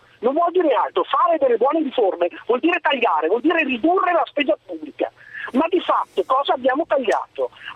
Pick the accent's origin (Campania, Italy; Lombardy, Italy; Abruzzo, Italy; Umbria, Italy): Lombardy, Italy; Milan; now in Lugano, Switzerland; Io sono di Milano, mi sono trasferito a Lugano.